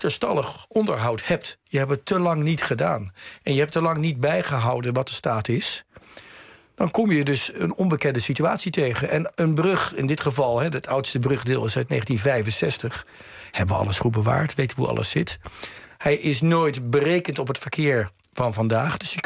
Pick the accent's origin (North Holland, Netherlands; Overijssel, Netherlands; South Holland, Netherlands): South Holland, Netherlands; Rotterdam; Ik kom uit Rotterdam.